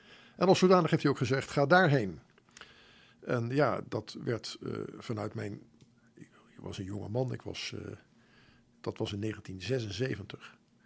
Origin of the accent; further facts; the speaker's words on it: Voorburg, South Holland, Netherlands; Ik kom uit Voorburg oorspronkelijk, maar ja, dat wordt er toegerekend.